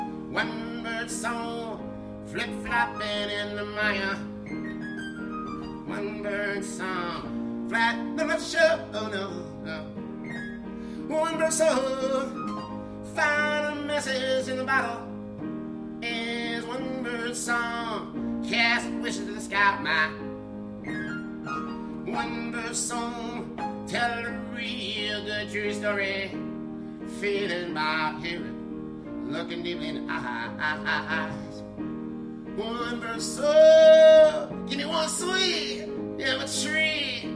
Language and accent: English; Minneapolis, Minnesota, United States; I'm from the South Side of Minneapolis. Minneapolis, South Side.